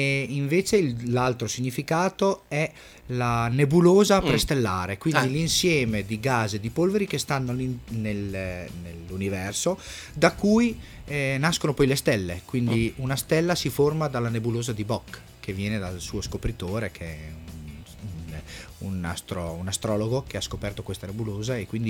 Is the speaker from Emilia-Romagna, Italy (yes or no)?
yes; Reggio Emilia, Emilia-Romagna, Italy; Sì, vengo da Reggio Emilia, si sentirà anche un po' dal mio accento.